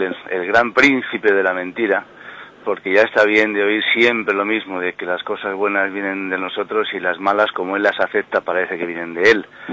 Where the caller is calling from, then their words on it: Madrid, Community of Madrid, Spain; … de Madrid.